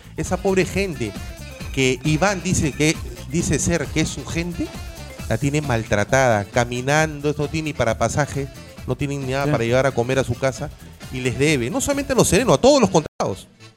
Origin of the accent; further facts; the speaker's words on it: Bellavista, Callao, Peru; No soy bellavisteño, pero me siento bellavisteño. Soy chalaco, sí, de nacimiento. Chalaco. No he sido bellavisteño por metros, porque nací en la antigua clínica Santa Cecilia, aquí en República de Panamá, muy cerca a Plaza Bea, límite con Bellavista. Pero toda mi vida la he hecho en Bellavista.